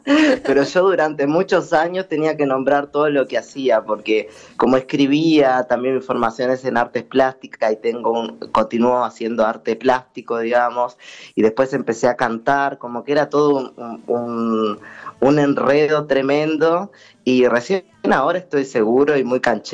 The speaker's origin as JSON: {"language": "Spanish", "region": "Tacuarembó", "country": "Uruguay", "said": "yo siempre hago nombres relacionados con Tacuarembó, que es de donde yo soy"}